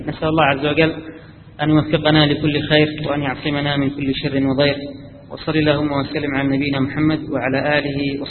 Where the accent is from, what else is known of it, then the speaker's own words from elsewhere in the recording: Yemen; أنا أذكر في مجلس أحد المحدثين عندنا في اليمن